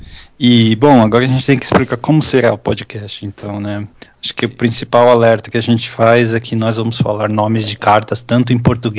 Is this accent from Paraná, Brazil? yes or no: no; São Paulo, Brazil; nós somos aqui da São Paulo capital.